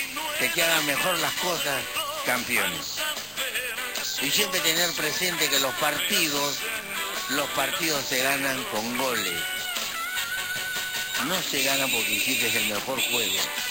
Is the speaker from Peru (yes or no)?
yes; Peru; me compete a mí con todo el derecho porque soy peruano